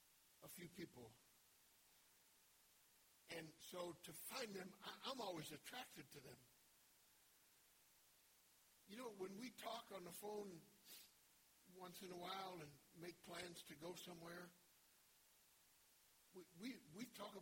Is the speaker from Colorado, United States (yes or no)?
yes; Denver, Colorado, United States; I'm from Denver, you know.